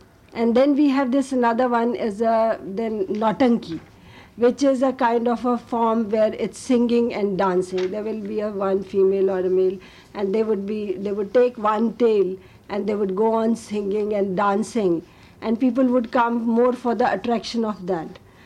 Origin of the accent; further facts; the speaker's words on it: Punjab, India; I come from Punjab, and I studied most of the time in the northern India.